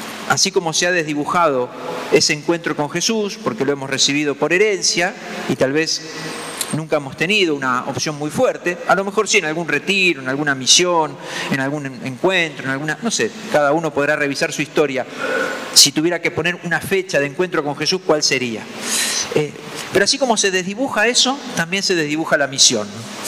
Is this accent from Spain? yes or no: no; Argentina; somos cristianos de la misma manera que somos argentinos y qué sé yo. Bueno, me tocó nacer en este lugar del mundo, me tocó nacer en este país, me tocó ser cristiano.